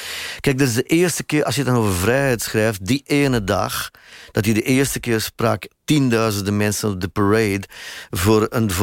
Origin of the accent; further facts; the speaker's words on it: Sint-Niklaas, Flanders, Belgium; ik kom uit Sint-Niklaas, waar dat college stond.